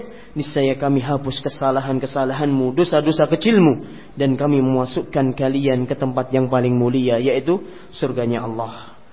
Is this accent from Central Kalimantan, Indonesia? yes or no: no; Ngawi, East Java, Indonesia; Di kampung saya di Ngawi, di desa saya, tetangga saya, gak jauh rumahnya dari rumah saya sudah, di Ngawi.